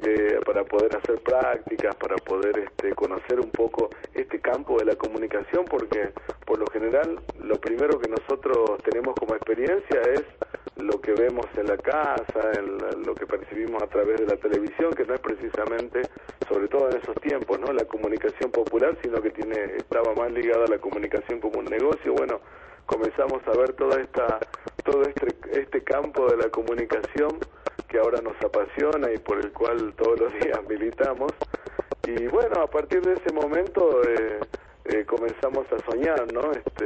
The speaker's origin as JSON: {"language": "Spanish", "town": "Calilegua", "region": "Jujuy", "country": "Argentina", "tie": "born there", "lives_now": "San Salvador de Jujuy, Argentina", "said": "me terminó dejando acá en San Salvador de Jujuy, ¿no? Pues yo nací en Calilegua"}